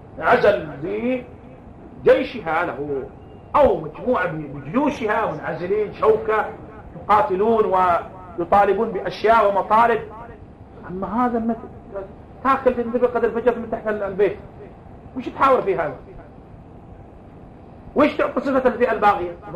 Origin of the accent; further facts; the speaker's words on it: Yemen; على الكتاب والسنة التي عندنا في اليمن